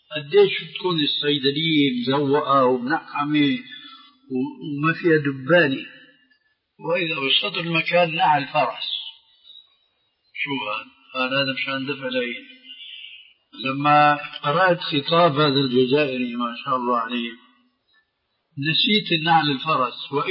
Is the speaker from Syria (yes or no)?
yes; Syria; نحن نعرف عندنا في الشام في ضلالة نجد أثرا منها في هذه البلاد أيضا